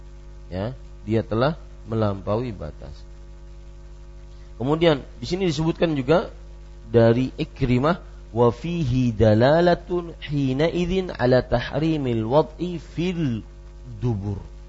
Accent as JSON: {"language": "Indonesian", "town": "Banjarmasin", "region": "South Kalimantan", "country": "Indonesia", "said": "saya orang Banjarmasin yang tidak lama tinggal di Banjarmasin, akhirnya tidak tahu banyak tentang bahasa Banjar."}